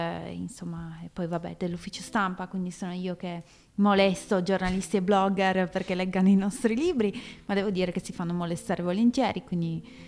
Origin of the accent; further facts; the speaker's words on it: Cantalupa, Piedmont, Italy; io sono di Cantalupa, che è un paesino minuscolo di 2000 persone.